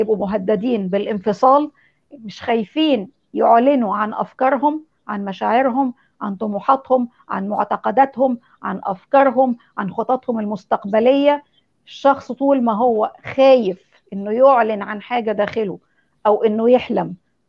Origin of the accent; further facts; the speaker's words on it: Egypt; ده هو ده الواقع بتاع مجتمعنا المصري اصلا